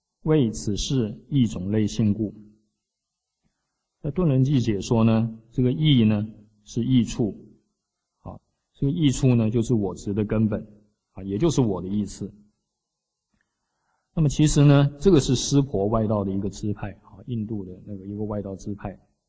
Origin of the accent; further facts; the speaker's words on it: China; 我们中国人最喜欢的就怎么样？做事情要怎么样？要圆融